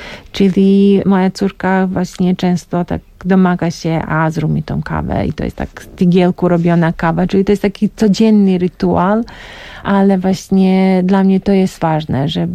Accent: Mostar, Herzegovina-Neretva Canton, Bosnia & Herzegovina; Polish is a second language; also born or lived in Belgrade; now in Poland; jestem z Mostaru, ale wiesz, nie bezpośrednio przyjechałam z Mostaru, tylko miałam taki przystanek 2-letni w Belgradzie. Tak, jestem z Białej Jugosławii, tak to jest, Mostar jest teraz w Bośni i Hercegowinie

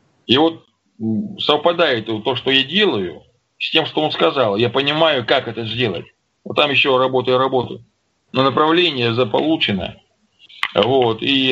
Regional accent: Don, Russia; Я русский человек, я казак донской, я жить хочу. Мне тут нравится.

